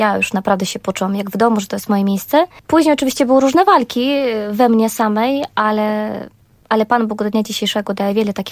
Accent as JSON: {"language": "Polish", "country": "Belarus", "said": "Ja pochodzę z Białorusi. Jestem prawdziwą Białorusinką. Jak ktoś mi się pyta, czy mam korzenie polskie, zawsze mówię, jestem czystej krwi i kości Białorusinka."}